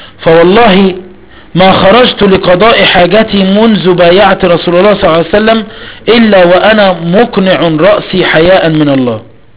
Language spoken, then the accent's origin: Arabic; Egypt; هو مش ما عندك عيون موسى ايه؟ عندنا في مصر ايه؟